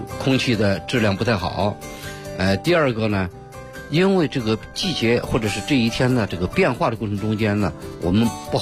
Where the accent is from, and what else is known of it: China